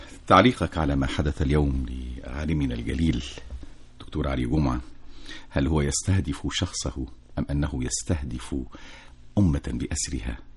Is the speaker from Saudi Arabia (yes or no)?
no; Egypt; فنحن غدا جميعا كمصريين نحتفي